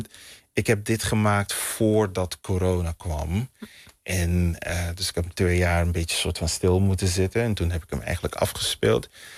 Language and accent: Dutch; Suriname; born there; Weet je, ik ben geboren 10.000 kilometer die kant op.